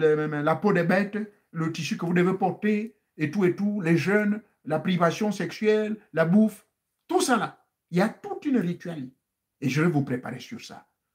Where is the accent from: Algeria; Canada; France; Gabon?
Gabon; chez nous au Gabon